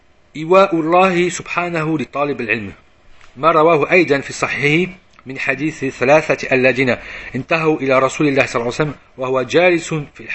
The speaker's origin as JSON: {"language": "French", "country": "France", "said": "même si je suis de France."}